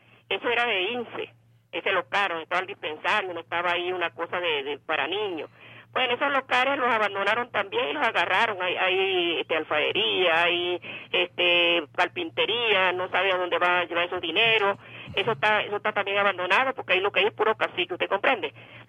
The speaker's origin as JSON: {"language": "Spanish", "region": "Anzoátegui", "country": "Venezuela", "said": "De Cantabria."}